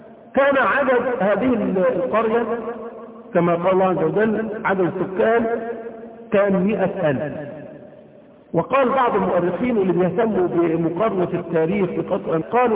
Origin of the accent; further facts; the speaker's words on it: Egypt; واحنا عندنا في مصر بحيرة ناصر